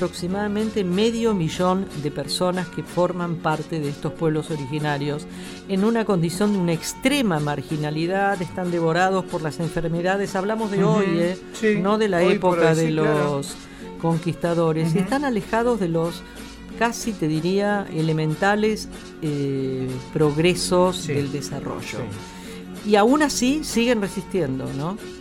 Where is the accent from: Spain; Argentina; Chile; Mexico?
Argentina; Si hablamos de la búsqueda de nuestra identidad como argentino, aparecen montones, infinitas y repetidas preguntas